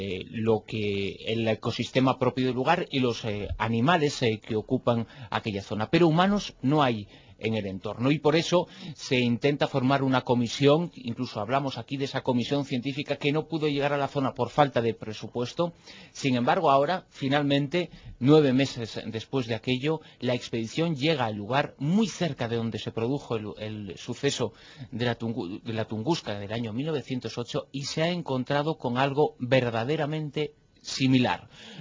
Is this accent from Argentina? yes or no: no; Galicia, Spain; como gallego soy de los que apoyo tanto al Deportivo como al Celta